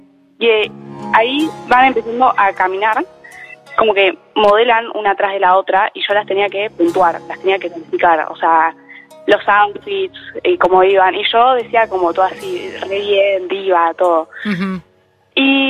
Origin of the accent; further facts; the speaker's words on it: Buenos Aires, Argentina; Soy de Palermo, pero ahora estoy en Caballito.